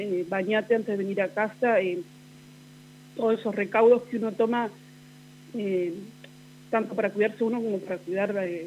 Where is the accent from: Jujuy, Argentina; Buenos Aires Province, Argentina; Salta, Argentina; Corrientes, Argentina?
Buenos Aires Province, Argentina; Villa Massa; now in Santa Rosa, Argentina; Yo tengo 36 años. Uh-huh. Soy oriunda de la provincia de Buenos Aires, de Villa Massa. Uh-huh. Y me vine a Santa Rosa.